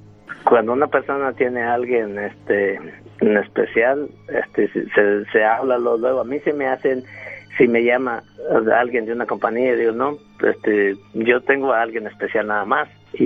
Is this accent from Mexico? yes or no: yes; Ciudad Altamirano, Guerrero, Mexico; Soy de Ciudad Altamirano.